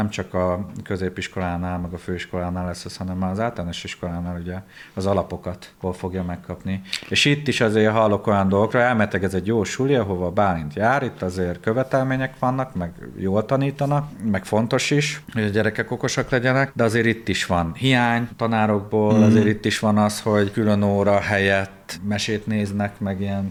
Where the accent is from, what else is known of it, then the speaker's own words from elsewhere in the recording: Budapest, Hungary; born there; én szeretem Magyarországot, Budapestet, itt születtem